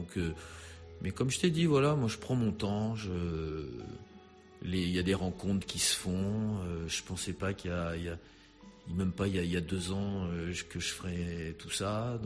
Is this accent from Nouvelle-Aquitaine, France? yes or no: yes; La Rochelle, Nouvelle-Aquitaine, France; Moi, je suis de La Rochelle, de l'île de Ré.